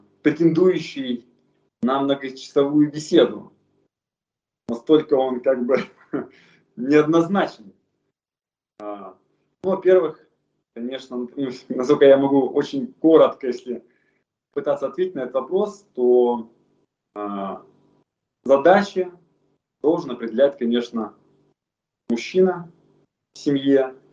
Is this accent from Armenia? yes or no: no; Far East, Russia; now in Moscow, Russia; Когда я переехал в Москву, сам я родом с Дальнего Востока